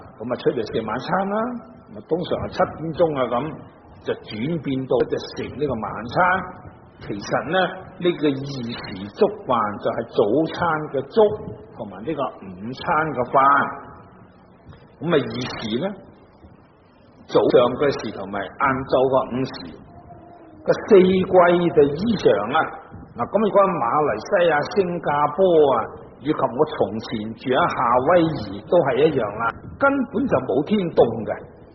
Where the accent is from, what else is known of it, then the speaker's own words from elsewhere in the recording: Guangdong, China; 即使住响南方，我哋广东人、广东省啊，热天就当然唔会冻啦。